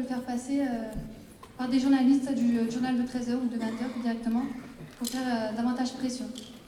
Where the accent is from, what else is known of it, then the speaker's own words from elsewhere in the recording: Albi, Occitanie, France; Je viens d'Albi, je suis venue ici, c'est vraiment parce que l'université me plaisait.